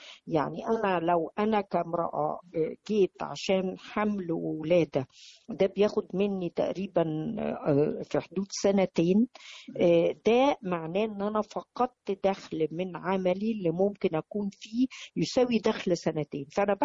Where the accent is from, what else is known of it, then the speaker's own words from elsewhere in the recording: Egypt; هذا القانون اللي موجود عندنا في مصر